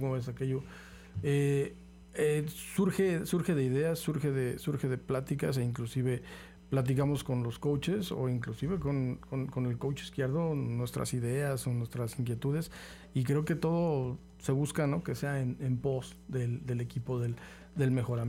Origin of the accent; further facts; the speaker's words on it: Querétaro, Mexico; now in Xalapa, Mexico; Nosotros venimos de la ciudad de Querétaro, llegando a Jalapa